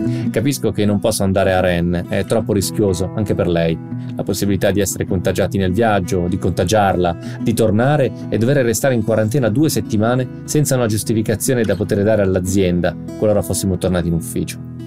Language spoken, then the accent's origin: Italian; Fermo, Marche, Italy; 3 di loro sono a Fermo, che è la mia città natale nelle Marche.